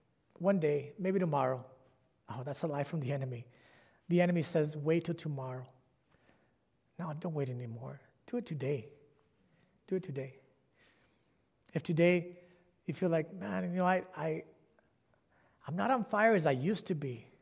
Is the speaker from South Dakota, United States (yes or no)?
no; California, United States; And I'm from California.